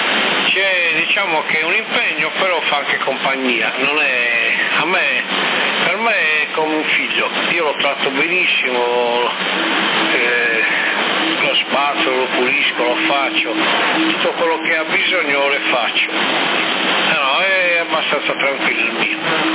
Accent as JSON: {"language": "Italian", "town": "Sassari", "region": "Sardinia", "country": "Italy", "said": "Negativo. Sono di Sassari, non di Bosa."}